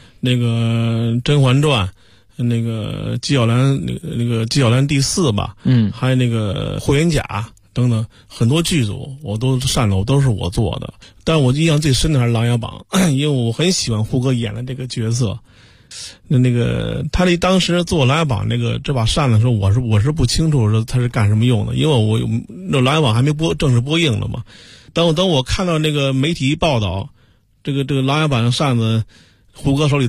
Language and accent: Chinese; Wuqiang, Hebei, China; 因为我们家乡啊，河北武强县这一块自古就是年画的故乡